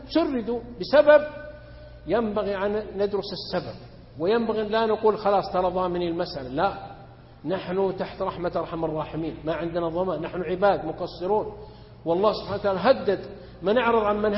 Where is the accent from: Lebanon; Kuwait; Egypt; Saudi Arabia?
Saudi Arabia; إذا لم نحافظ معنا مثلا عندنا في السعودية نحافظ على نعمة الأمن